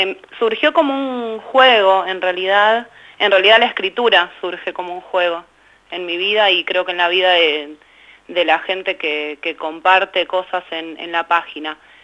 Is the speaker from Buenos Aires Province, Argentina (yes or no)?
yes; Berazategui, Buenos Aires Province, Argentina; No solo de Berazategui, yo soy de Berazategui